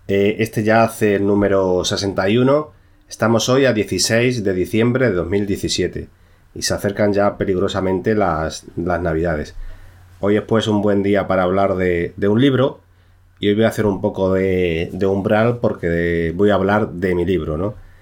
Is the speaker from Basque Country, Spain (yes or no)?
no; Cáceres, Extremadura, Spain; ambientada en mi ciudad natal, que es Cáceres, ¿no?